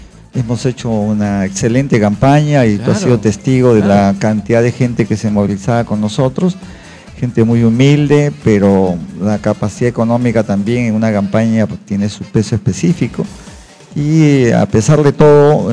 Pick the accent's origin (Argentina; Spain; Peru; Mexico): Peru; Bellavista, Callao; Yo nací en Bellavista, yo soy chalaco de nacimiento, siempre he estado en el Callao, he vivido en Ventanilla, claro. He estudiado en el colegio Nuestra Señora de Belén de Ventanilla, de la calle 11.